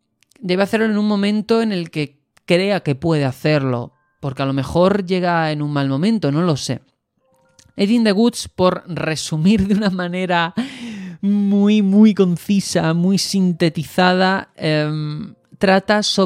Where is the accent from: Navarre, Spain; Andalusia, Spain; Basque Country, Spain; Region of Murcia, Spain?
Andalusia, Spain; Algeciras; también soy del extrarradio, que soy de Algeciras, una ciudad que tiene sus cosas buenas, ¿vale? Pero es conocida, si la veis por la televisión, probablemente en el 90% de casos sea por el narcotráfico.